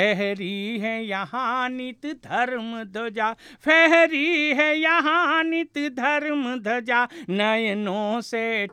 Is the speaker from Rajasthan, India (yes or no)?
yes; Haldighati, Rajasthan, India; मैं हल्दीघाटी उनवास से हूँ